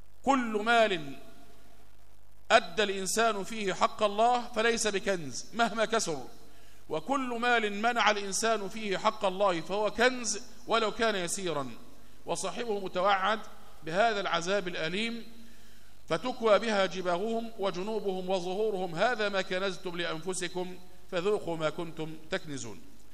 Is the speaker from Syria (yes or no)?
no; Egypt; خد بالك إن الناس كانوا إلى دخول الاستعمار البريطاني عندنا في مصر كانوا يتعاملون بالذهب والفضة